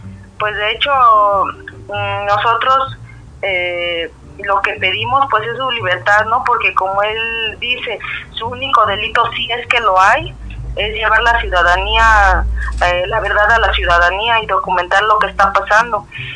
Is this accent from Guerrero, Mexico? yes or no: no; Mexico City, Mexico; now in Oaxaca, Mexico; Yo soy del DF, toda mi familia vive en el DF.